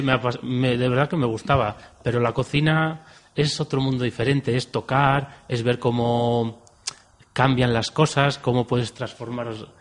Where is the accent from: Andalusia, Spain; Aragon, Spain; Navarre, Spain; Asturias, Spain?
Asturias, Spain; Pues soy de Asturias, de un pueblo muy pequeñito de Asturias.